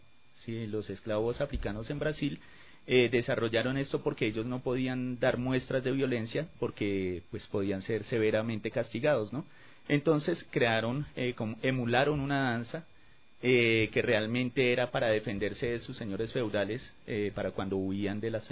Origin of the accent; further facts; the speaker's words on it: Bogotá, Colombia; born there; Yo nací en Bogotá, en un barrio popular que se llama Las Cruces.